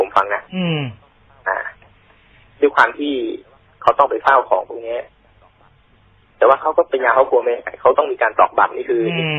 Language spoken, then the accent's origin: Thai; Isan, Thailand; ผมแหละเขาก็พูดอีสานแหละ